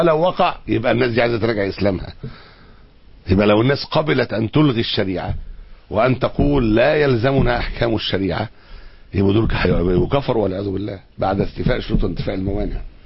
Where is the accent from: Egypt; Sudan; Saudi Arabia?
Egypt; اساطين الليبرالية عندنا في مصر